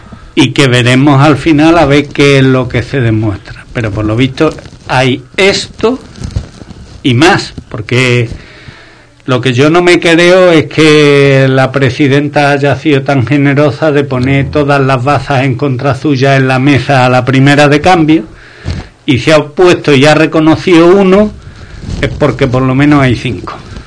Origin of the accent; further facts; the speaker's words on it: Spain; por ahí fuera tenéis un despiporre sobre el show que somos los españoles, vamos